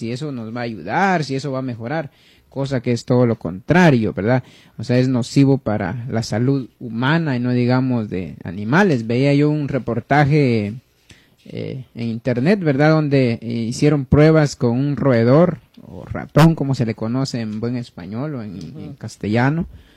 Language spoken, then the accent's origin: Spanish; Guatemala; now in New Jersey, United States; por aquellos que pues no me sintonizaron al principio. Vivo en Nueva Jersey, soy guatemalteco